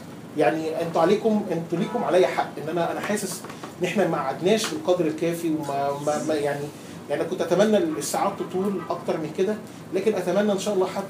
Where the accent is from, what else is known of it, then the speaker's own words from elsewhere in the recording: Egypt; عندنا في مصر